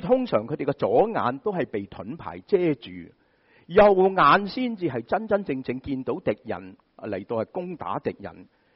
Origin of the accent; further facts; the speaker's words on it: Shanghai, China; 我们上海人很喜欢说狮子大开口